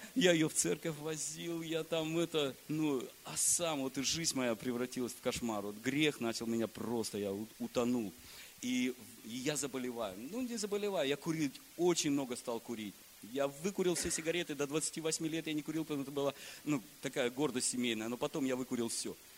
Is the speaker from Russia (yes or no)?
yes; Kemerovo Oblast, Russia; also born or lived in Vladivostok; Родом я из Кемеровской области. Поехал туда на море, поступил, закончил, учился в Владивостоке.